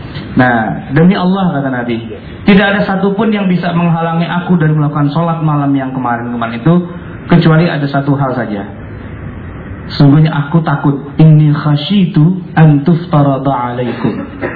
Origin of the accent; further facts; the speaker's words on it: Jakarta, Indonesia; kalau saya nih orang Betawi